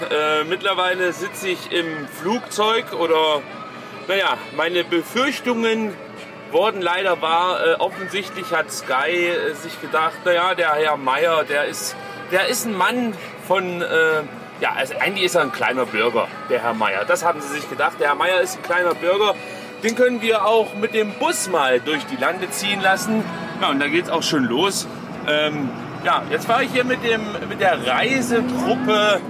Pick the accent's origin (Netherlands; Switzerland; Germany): Netherlands; German is a second language; Ich bin ja Holländer und kultiviert sprechen ist bei uns noch nicht so richtig angekommen.